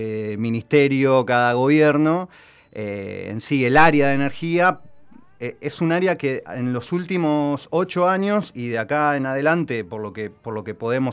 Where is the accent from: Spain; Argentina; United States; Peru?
Argentina; algo que nos debería generarnos orgullo como argentinos, argentinas, lo que se logró hacer